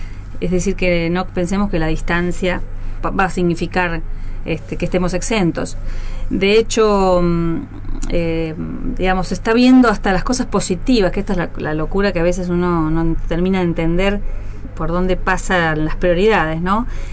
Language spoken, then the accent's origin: Spanish; Argentina; Para nosotros como país sudamericano es muy importante que Brasil esté liderando estas posiciones y sumarnos, como Argentina, sumarse a este liderazgo regional.